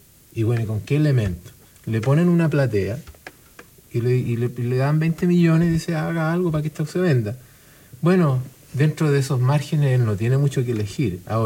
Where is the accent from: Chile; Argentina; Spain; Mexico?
Chile; Pero nosotros, como gente, como chilenos